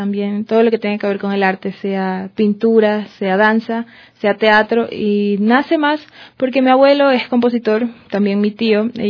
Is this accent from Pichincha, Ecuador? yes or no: no; Salinas, Santa Elena, Ecuador; also born or lived in Guayaquil; Nací en Guayaquil, pero toda mi vida he residido allá en Salinas, en la provincia de Santa Elena.